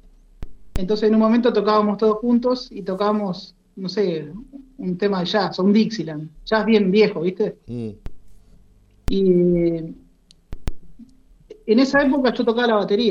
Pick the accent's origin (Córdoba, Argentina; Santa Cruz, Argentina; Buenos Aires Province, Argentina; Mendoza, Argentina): Buenos Aires Province, Argentina; Necochea; porque yo soy de Necochea